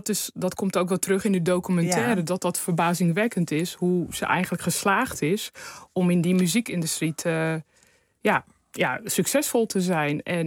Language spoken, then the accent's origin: Dutch; Rotterdam, South Holland, Netherlands; En dat had mee te maken dat vroeger in Rotterdam, waar ik opgegroeid ben, werden elke week dansfeesten georganiseerd.